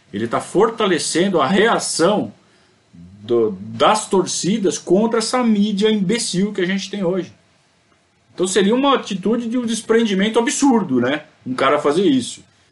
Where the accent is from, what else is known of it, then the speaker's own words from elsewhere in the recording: Sorocaba, São Paulo, Brazil; Eu sou de Sorocaba, sou sorocabano. Desde que eu era criança, né?